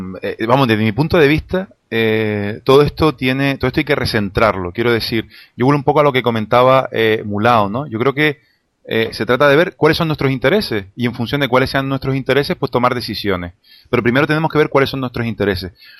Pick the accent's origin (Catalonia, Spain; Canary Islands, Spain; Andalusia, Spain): Canary Islands, Spain; soy canario, me siento canario y como pueblo tengo derecho a...